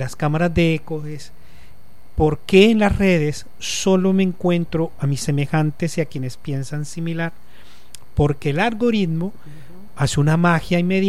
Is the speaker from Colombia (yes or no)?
yes; Cartagena, Bolívar, Colombia; also born or lived in Montes de María / Bogotá; yo soy costeño, yo nací en los Montes de María. Me crié en Cartagena.